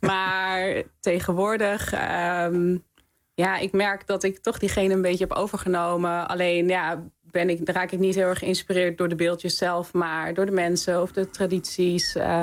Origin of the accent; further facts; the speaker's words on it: Australia; Ik kwam uit Australië. En Australië is natuurlijk best wel een veilig land.